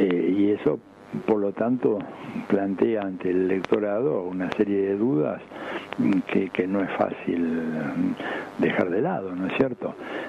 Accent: Caballito, Buenos Aires, Argentina; born there; yo nací en Caballito y después de estar en el exilio muchos años volví a la Argentina, en cuanto pude me regresé a mi barrio y ahora estoy a 3 cuadras de la casa donde había nacido.

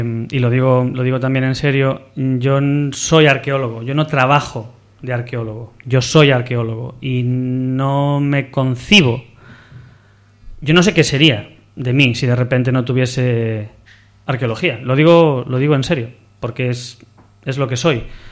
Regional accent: Vigo, Galicia, Spain; Yo soy de Vigo

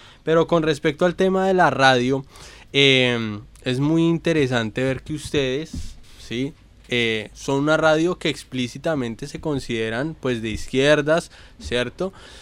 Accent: Colombia; y eso es algo que también nos hemos dado cuenta como colombianos.

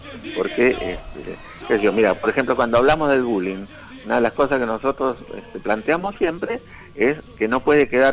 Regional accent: Argentina; entonces que somos los argentinos.

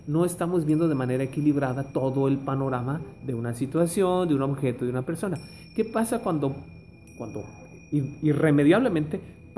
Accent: Mexico City, Mexico; los que venimos del DF sufrimos algo terrible en el 85

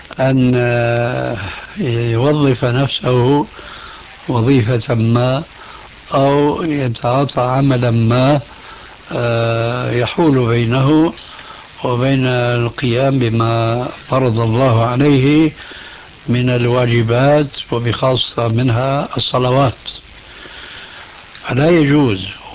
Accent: Syria; عندنا في سوريا من زمان

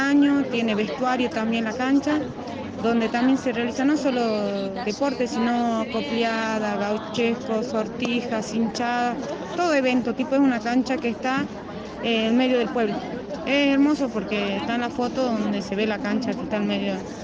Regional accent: Caspalá, Jujuy, Argentina; Y como soy de Caspalá

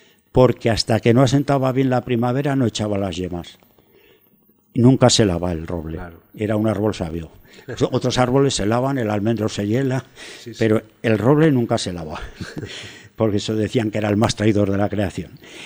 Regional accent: Sabiñánigo, Aragon, Spain; cerca de Sabiñánigo, mi pueblo, donde nací yo

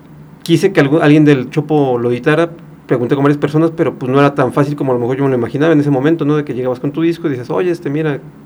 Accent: Atizapán de Zaragoza, State of Mexico, Mexico; yo soy del Estado de México, de Atizapán de Zaragoza.

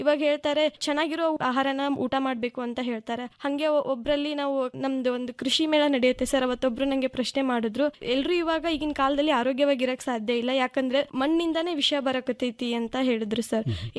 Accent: Hipparagi, Karnataka, India; ನಾನು ಹುಟ್ಟಿ ಬೆಳೆದಿದ್ದು ಹಿಪ್ಪರಿಗೆ ಎಂಬ ಪುಟ್ಟ ಗ್ರಾಮ, ಜಮಖಂಡಿ ತಾಲೂಕು, ಬಾಗಲಕೋಟೆ ಜಿಲ್ಲೆಯಲ್ಲಿದೆ ಸರ್. ಗ್ರಾಮ ಕೃಷ್ಣಾ ನದಿ ದಂಡೆಯಲ್ಲಿದೆ.

